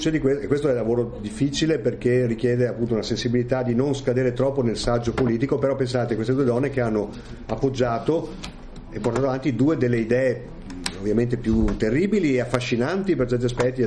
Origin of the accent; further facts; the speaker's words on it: Padua, Veneto, Italy; now in Lusiana, Italy; io sono padovano, però sono andato a abitare sull'altopiano da 5 anni, vivo a Lusiana.